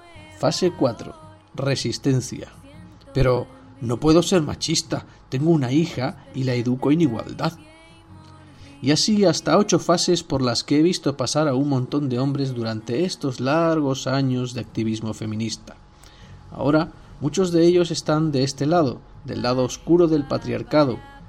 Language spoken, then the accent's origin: Spanish; Andalusia, Spain; o porque soy andaluza